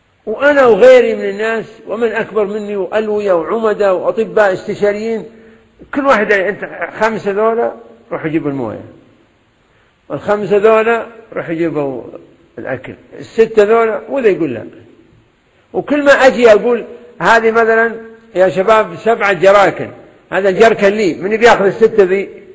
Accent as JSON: {"language": "Arabic", "country": "Kuwait", "said": "لا من الموجودين عندنا في الكويت"}